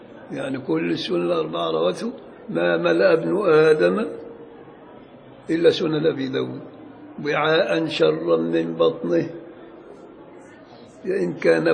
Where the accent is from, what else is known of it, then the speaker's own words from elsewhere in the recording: Beni Suef Governorate, Egypt; والبصير ده مصري بقى بتاعنا، بل هو من بلدي بني سويف